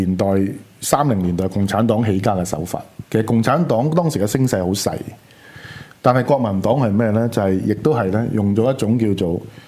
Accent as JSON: {"language": "Cantonese", "country": "Hong Kong", "said": "所以這個問題他怕過我們香港人不留意"}